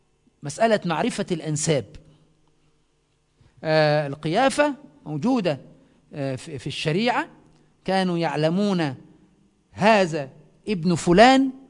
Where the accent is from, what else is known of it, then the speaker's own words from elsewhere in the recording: Egypt; عندنا في مصر تسمى السحلية